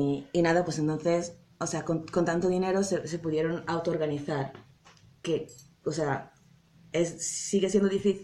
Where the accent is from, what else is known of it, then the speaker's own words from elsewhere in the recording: Italy; Spanish is a second language; now in Berlin, Germany; de mi raíz, o sea, vengo de Italia y de Sud Europa y es muy diferente